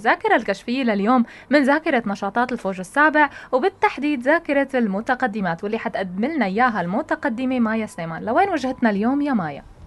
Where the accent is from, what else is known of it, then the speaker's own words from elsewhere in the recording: Tartus, Tartus Governorate, Syria; وخصوصا اذا كانت تتعلق بمدينتي الحلوة الرائعة. ما فينا وما نقول يعني هاي طرطوس غالي علينا كتير.